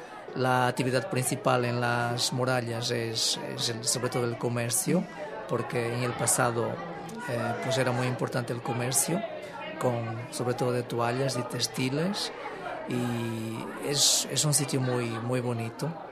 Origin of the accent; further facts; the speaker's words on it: Portugal; vengo de Portugal